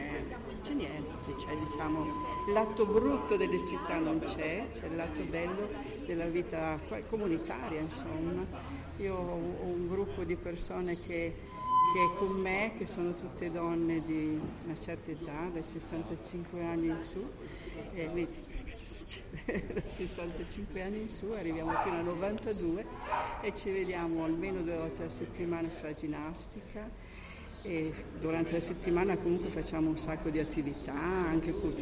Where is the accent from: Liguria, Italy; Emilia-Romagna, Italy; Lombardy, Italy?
Liguria, Italy; Genoa; io sono una genovese, innanzitutto, e di questo sono orgogliosa, perché la genovesità me la porto dentro sempre, anche se sono in montagna. Io sono una donna di mare, in definitiva, che è venuta a stare in montagna. Però sono tornata qui a abitare sempre